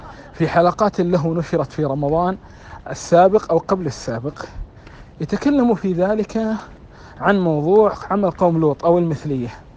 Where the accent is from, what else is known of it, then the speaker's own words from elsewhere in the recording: Yemen; من الحكمة عندنا في اليمن أن